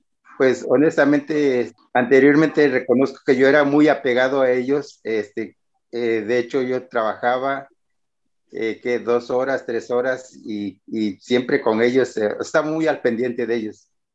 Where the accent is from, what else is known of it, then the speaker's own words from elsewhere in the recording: Guerrero, Mexico; Yo soy del estado de Guerrero.